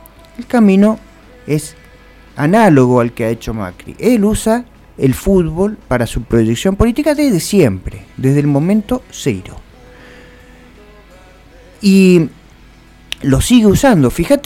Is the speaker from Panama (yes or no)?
no; Argentina; Los argentinos somos buenas personas, con nuestros más y nuestros menos.